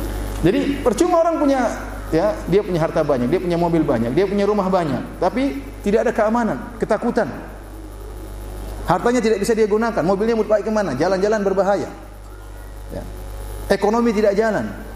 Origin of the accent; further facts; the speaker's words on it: Indonesia; Dari mana? Indonesia.